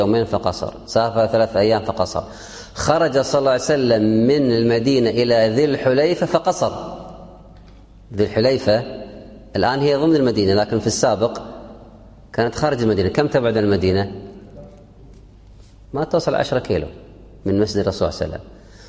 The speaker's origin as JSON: {"language": "Arabic", "country": "Kuwait", "said": "عندنا في الكويت عرف عام، ما هو عرف منطقة ولا قطعة"}